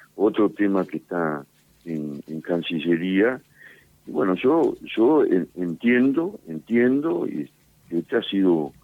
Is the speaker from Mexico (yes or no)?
no; Argentina; nosotros tenemos como argentinos todo